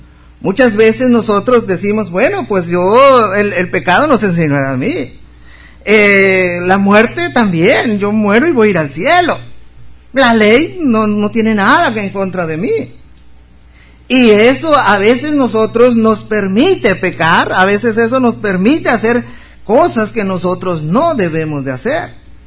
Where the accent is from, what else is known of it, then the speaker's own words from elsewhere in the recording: Mexico; Es de allí que nosotros como mexicanos somos libres de vivir en cualquier estado de la República.